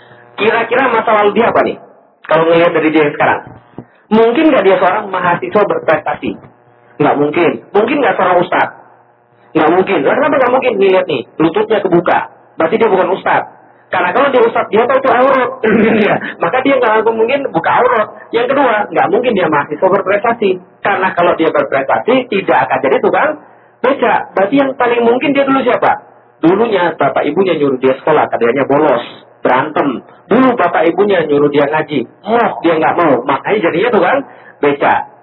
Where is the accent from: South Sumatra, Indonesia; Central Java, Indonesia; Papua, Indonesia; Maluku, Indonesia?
South Sumatra, Indonesia; Palembang; also born or lived in Jakarta; dari Jakarta saya pergi ke Palembang, kota asal saya, hometown saya.